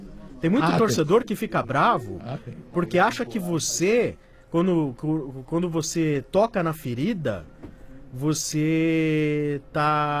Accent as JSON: {"language": "Portuguese", "country": "Brazil", "said": "Minha sensação como... São Paulino, a mesma sensação que eu tenho como brasileiro."}